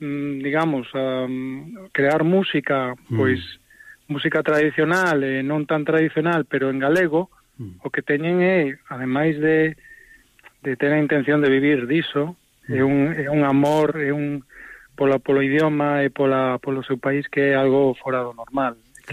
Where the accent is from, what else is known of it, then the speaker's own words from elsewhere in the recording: A Coruña, Galicia, Spain; eu son de Coruña